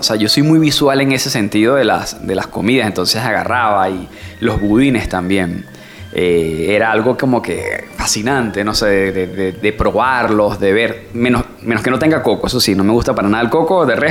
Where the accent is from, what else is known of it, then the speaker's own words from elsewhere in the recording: Valencia, Carabobo, Venezuela; Mi familia es caraqueña, pero yo nací, digamos que me crié en Valencia, soy valenciano.